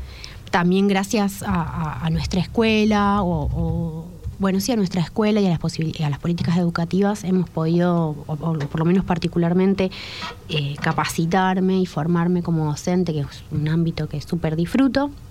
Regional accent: Maipú, Mendoza, Argentina; yo vengo de Mendoza, nací en Maipú, ahí en la Ruta del Buen Vino.

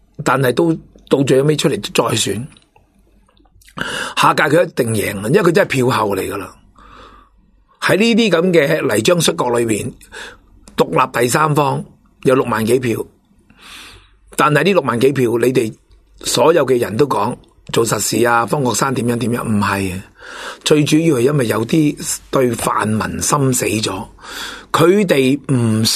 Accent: Hong Kong; 我哋香港人已经跟咗大陆噶啦

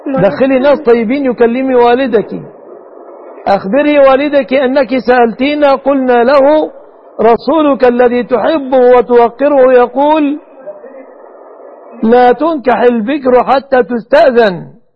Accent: Egypt

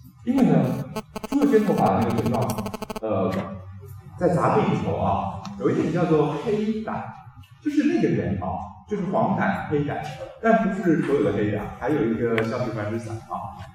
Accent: Taiwan; 因为像我们台湾这边用猪夫汤的家庭主妇啊

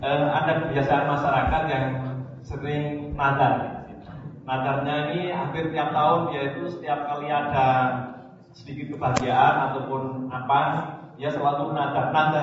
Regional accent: Java, Indonesia; kalau kita ini orang Jawa, kalau punya hajat

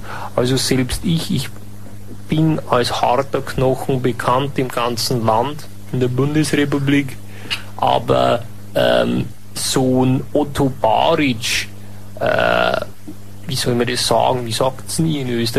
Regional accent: Germany; now in Austria; der mich vorher vielleicht skeptisch als Piefke gesehen hat

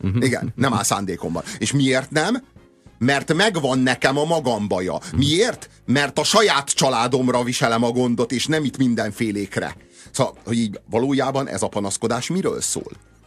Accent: Hungary; Én is ember vagyok, én is magyar vagyok, én is köszönök

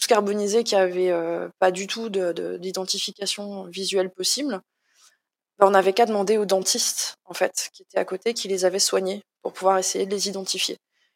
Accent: Grand Est, France; C'est pas du tout parce que je suis chauvine et que je suis Lorraine

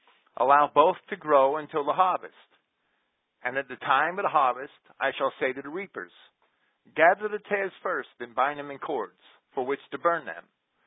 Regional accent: Jersey City, New Jersey, United States; Well, I grew up with them. I grew up in Jersey City, right in the middle.

